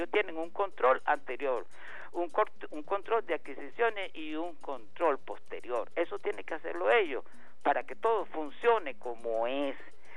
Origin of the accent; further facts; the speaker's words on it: Miranda, Venezuela; yo como, no como mirandino, porque yo no nací en Miranda, pero viví en el estado de Miranda toda mi vida, viví en el estado de Miranda. Ahorita vivo aquí en el Hatillo, primero viví en Baruta.